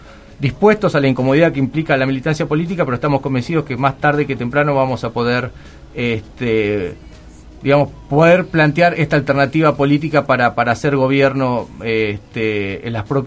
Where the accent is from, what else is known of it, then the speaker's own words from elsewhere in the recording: La Plata, Buenos Aires Province, Argentina; nosotros somos de La Plata